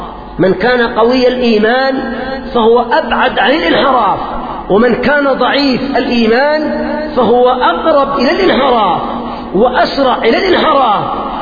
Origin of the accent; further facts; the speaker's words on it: Yemen; مثلا عندنا في اليمن كم أموال أخذت ورحلت إلى أوروبا وإلى بلاد الغرب